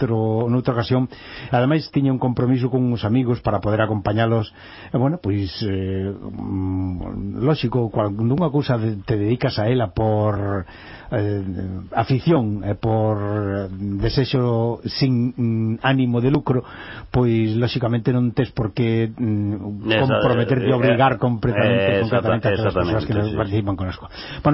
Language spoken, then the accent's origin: Galician; Galicia, Spain; aproveitando que somos galegos e falamos en galego